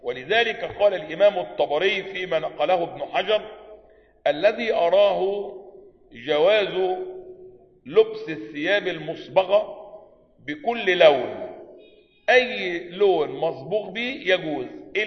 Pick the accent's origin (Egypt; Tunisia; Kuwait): Egypt; معظم الاخوة عندنا في مصر ظنوا ان من سنة السلفية انه يلبس عباية